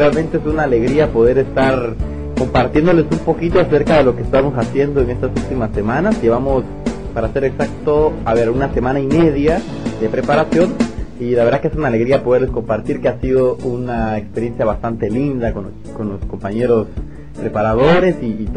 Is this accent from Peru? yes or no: no; Guatemala; now in Montevideo, Uruguay; soy de Guatemala